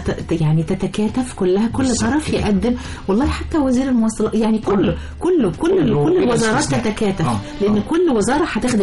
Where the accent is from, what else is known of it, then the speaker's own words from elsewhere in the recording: Egypt; مش أنا بقولك احنا المصريين للأسف في كنوز بلدنا مش عارفينها